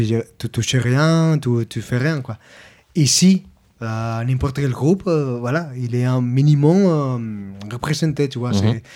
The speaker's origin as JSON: {"language": "French", "region": "Andalusia", "country": "Spain", "said": "Je viens d'Andalousie, tu vois."}